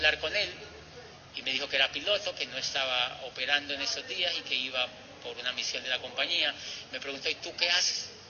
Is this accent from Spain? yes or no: no; Colombia; En mi país, se sabe que Colombia es uno de los países donde más esmeraldas por metro cuadrado hay en una zona en el mundo.